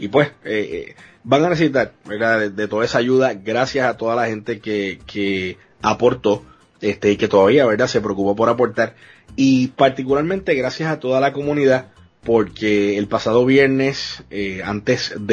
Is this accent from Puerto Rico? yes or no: yes; Puerto Rico; Como puertorriqueño, viéndolo tantos años